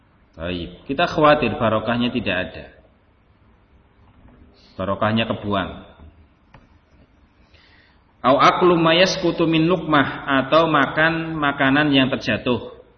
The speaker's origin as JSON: {"language": "Indonesian", "region": "Java", "country": "Indonesia", "said": "Anggapan kita orang Jawa mungkin, yang mungkin punya identik dengan kejawaan"}